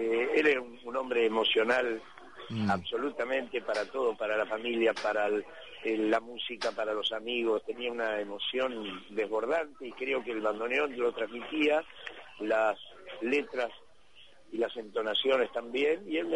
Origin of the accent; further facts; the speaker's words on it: Berisso, Buenos Aires Province, Argentina; y además gente de mi pueblo de Berisso.